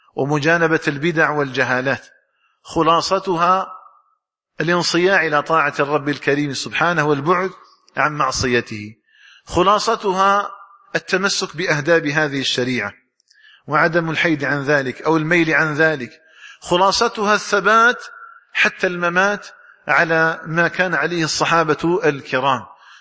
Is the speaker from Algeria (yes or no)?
yes; Algeria; اللهم اجعل بلدنا الجزائر آمنا مطمئنا